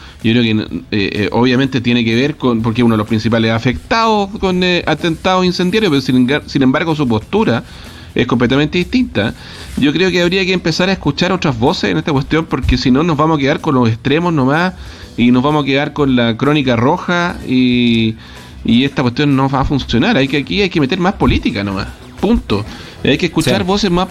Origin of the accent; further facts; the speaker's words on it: Temuco, Araucanía, Chile; Sí, yo soy de Temuco, es lo único